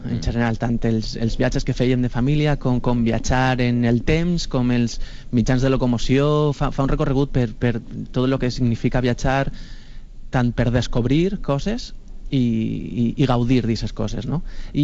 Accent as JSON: {"language": "Catalan", "town": "Picassent", "region": "Valencian Community", "country": "Spain", "said": "que jo tindré contactes perquè sóc de Picassent."}